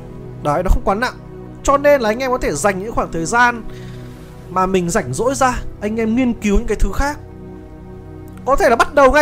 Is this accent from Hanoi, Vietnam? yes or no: yes; Hanoi, Vietnam; nói chung tôi thì cũng là người ở Hà Nội, sinh ra lớn lên ở Hà Nội